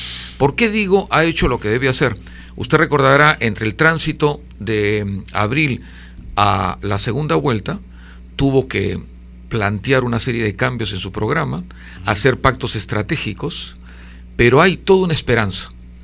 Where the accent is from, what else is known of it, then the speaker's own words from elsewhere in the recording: Lima, Peru; born there; Yo nací acá, en los Barrios Altos, en una casa con techos muy altos.